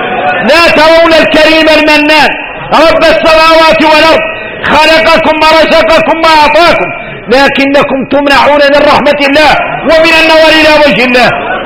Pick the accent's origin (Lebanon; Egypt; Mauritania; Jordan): Mauritania; احنا موريتاني قالوا اننا معروفين بكرم الضيافة،